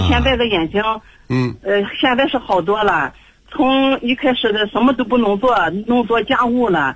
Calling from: Qingdao, Shandong, China; 我是青岛的

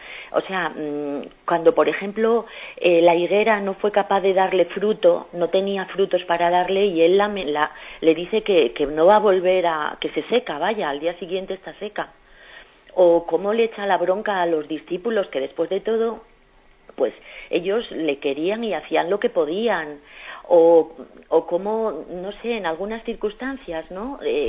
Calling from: Madrid, Community of Madrid, Spain; de Madrid.

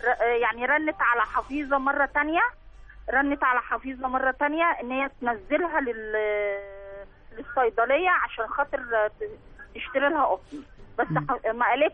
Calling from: Cairo, Cairo Governorate, Egypt

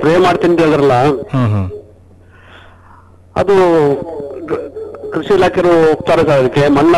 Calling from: Suntikoppa, Karnataka, India; ನಾನು ಸುಂಟಿಕೊಪ್ಪ

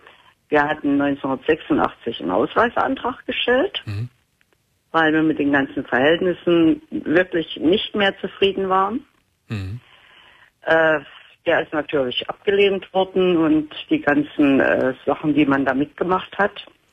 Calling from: Thuringia, Germany; also born or lived in Dortmund / Hagen; Ich komme aus Thüringen.

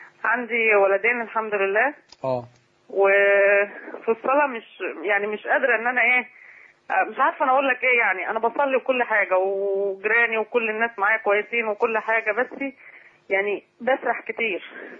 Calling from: Faiyum, Faiyum Governorate, Egypt; من الفيوم.

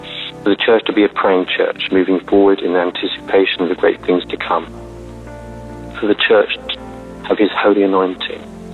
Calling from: Toulouse, Occitania, France; from Toulouse in France. I've called in the past

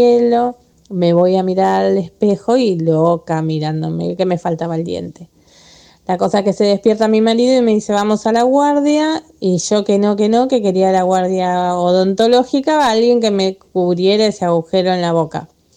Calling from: Lanús, Buenos Aires Province, Argentina; de Lanús.

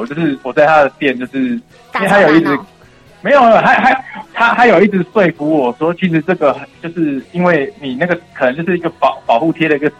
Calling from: Tainan, Taiwan; 我是台南的

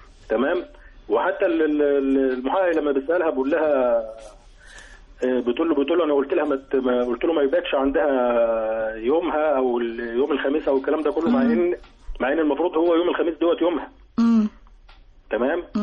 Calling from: Mansoura, Dakahlia, Egypt; المنصورة.

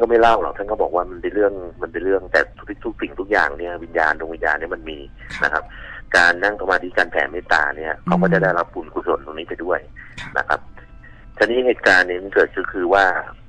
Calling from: Pattaya, Chonburi, Thailand; ผมโทรมาจากพัทยาซิตี้ครับ

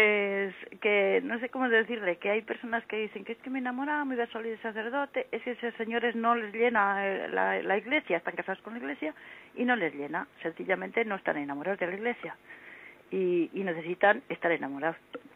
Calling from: Santander, Cantabria, Spain; de Santander.

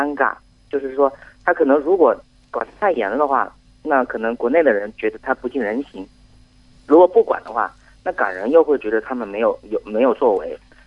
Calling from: Hubei, China; 我是湖北的

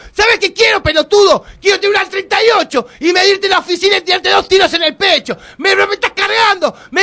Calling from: Paso del Rey, Buenos Aires Province, Argentina; yo soy de Paso de Rey

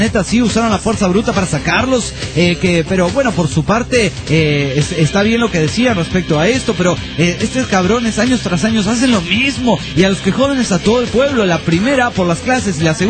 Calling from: Argentina; ¿Cómo andan? … desde Argentina.

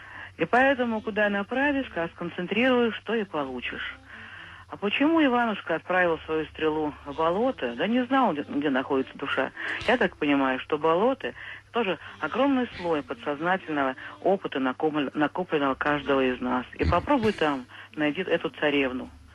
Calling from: Cheboksary, Chuvashia, Russia; Да, я из Чебоксар.

